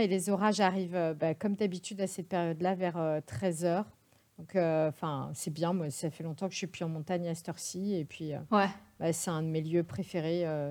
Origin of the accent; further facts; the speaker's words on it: Grand Est, France; now in Paris, France; dès que je peux partir de Paris, donc je vais en montagne ou je vais là où j'ai grandi en Alsace